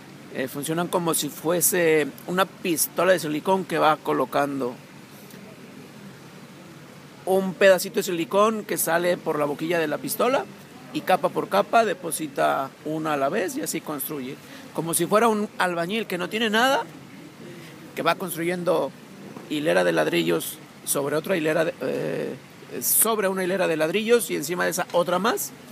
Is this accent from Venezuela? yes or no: no; Mexico City, Mexico; Yo nací en el Distrito Federal, en lo que es la capital del país donde yo nací. Ahí vivo, ahí trabajo durante 46 años.